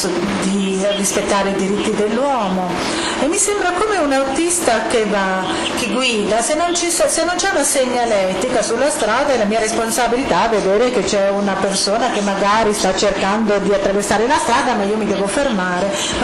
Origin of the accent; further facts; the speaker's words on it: Hungary; Italian is a second language; sono ungherese.